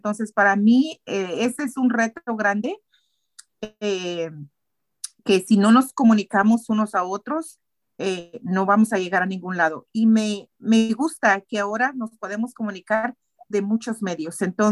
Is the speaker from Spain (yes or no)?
no; Guatemala; Soy de Guatemala. He crecido de muchas maneras.